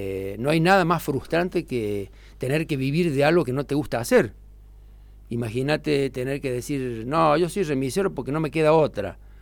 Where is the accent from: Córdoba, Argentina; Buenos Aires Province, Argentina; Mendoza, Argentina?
Córdoba, Argentina; La Falda; born there; now in Villa Giardino, Argentina; Yo soy nacido en La Falda, mi familia toda completa es de La Falda.